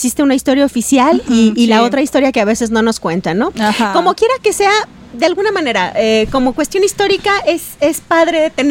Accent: Mexico; pero que como mexicanos yo creo que queríamos tener todos como país

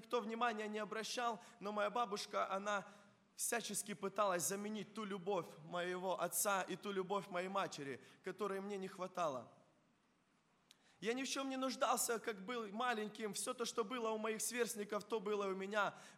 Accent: Krasnokutsk, Kharkiv Oblast, Ukraine; born there; Когда я родился, а родился я в Краснокутске, и многие знают этот поселок городского типа, это Харьковская область

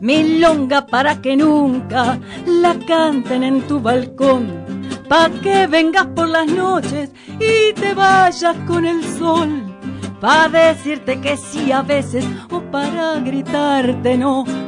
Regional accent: Buenos Aires, Argentina; Bueno, nosotros somos de Capital.

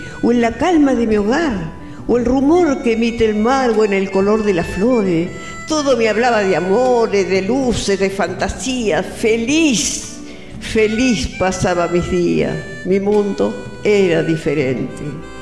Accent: La Plata, Buenos Aires Province, Argentina; also born or lived in Azul; Sí, sí, a los 3 meses me llevaron a La Plata. ¿Viste? Y después ya ahora me vengo a ver. Acá tengo familia.

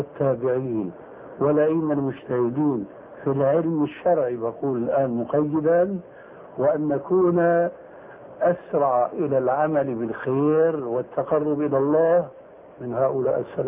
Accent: Levant, Syria; يقولون عندنا في الشام ما علي جواب

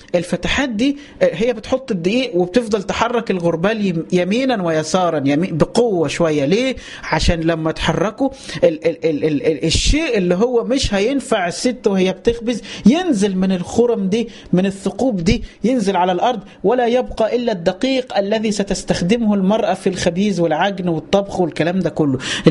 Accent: Upper Egypt, Egypt; عارفين لما امنا في الفلاحين وعندنا في الصعيد، ما هو كله فلاح بقى

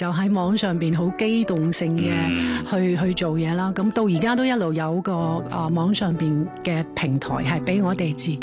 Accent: Taiwan; now in Hong Kong; 咁但系跟住就去了台湾住，在台嗰度读书啦

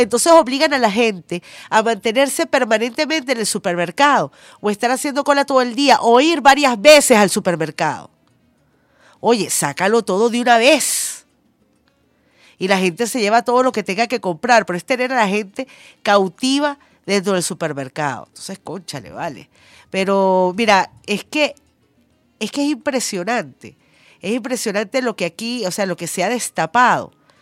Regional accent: Venezuela

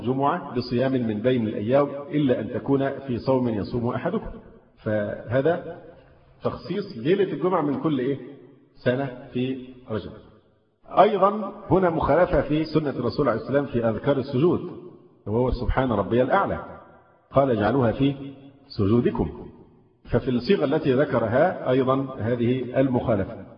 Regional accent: Egypt; فرض المفروض أن احنا مصريين وعارفين لقبه

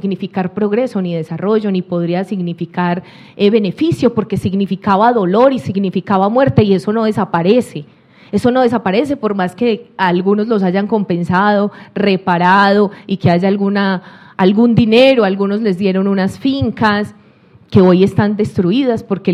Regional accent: Colombia; en el río Cauca, en el cañón del río Cauca de donde vengo, que es un cañón muy profundo, muy inclinado, muy bello para nosotros

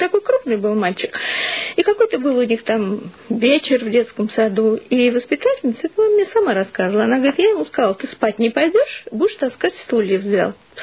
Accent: Moscow, Russia; мы, ну, как все коренные москвичи, в общем-то, жили в коммуналке.

